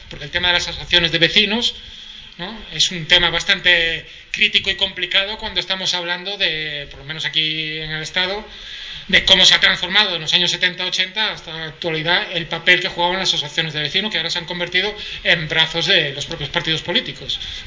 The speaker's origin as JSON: {"language": "Spanish", "region": "Galicia", "country": "Spain", "said": "yo soy gallego"}